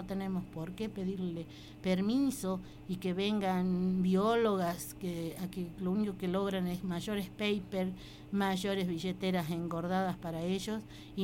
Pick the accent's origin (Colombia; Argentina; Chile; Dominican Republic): Argentina; Jujuy; en la Puna, de donde yo soy, de la cuenca de los Pozuelos, se han preocupado mucho en dejarnos totalmente aislados, marginados